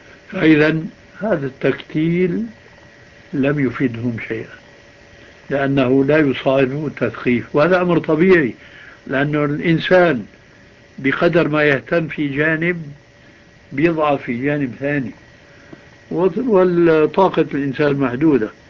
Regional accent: Syria; يقولون عندنا في الشام عجيب من دون قيام

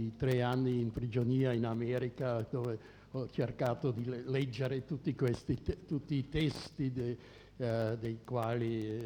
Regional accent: Austria; sono austriaco

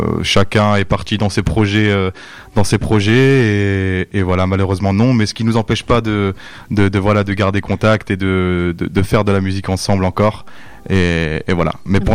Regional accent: Épinal, Grand Est, France; Je viens d'Épinal, à la base.

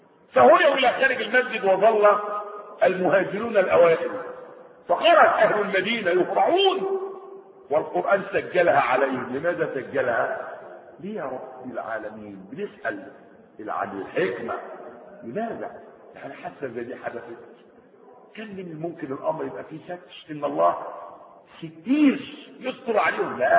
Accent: Egypt; بتاع الكرب اللي ماشي عندنا في مصر

